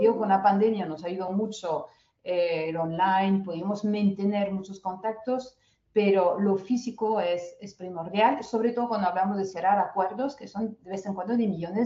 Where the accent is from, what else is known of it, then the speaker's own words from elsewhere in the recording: France; Spanish is a second language; ¿No lo voy a ser yo que soy francesa?